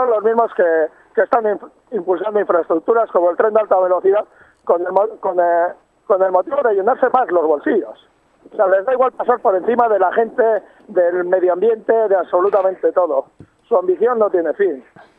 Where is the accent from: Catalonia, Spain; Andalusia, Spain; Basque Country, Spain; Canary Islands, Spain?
Basque Country, Spain; Basauri; Yo soy basauritarra, soy de Basauri.